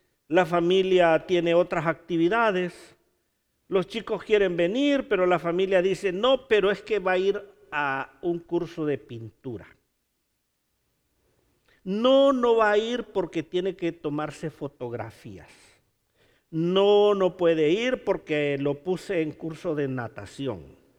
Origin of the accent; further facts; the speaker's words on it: Honduras; ¿Se imagina que las calles fueran de oro en Honduras, en mi país?